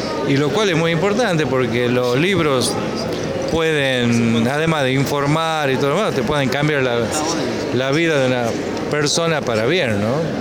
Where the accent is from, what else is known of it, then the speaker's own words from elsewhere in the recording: Argentina; cómo somos los argentinos